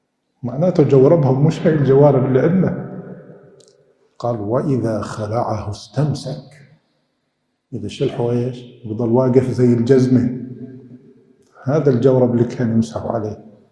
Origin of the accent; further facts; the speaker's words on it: Syria; عندنا في الشام في سوريا